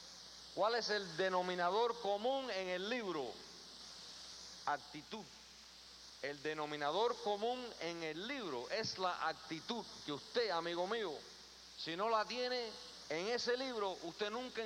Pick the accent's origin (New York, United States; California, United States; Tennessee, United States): New York, United States; also born or lived in Queens; Yo me nací en Queens, New York, que me crié en el Bronx.